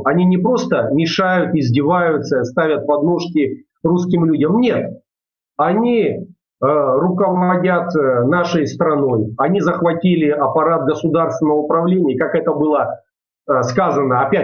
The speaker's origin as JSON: {"language": "Russian", "town": "Tulun", "region": "Irkutsk Oblast", "country": "Russia", "tie": "born or raised there", "said": "на моей малой родине, в городе Герои Тулуни Иркутской области, по улице Лыткина, 66"}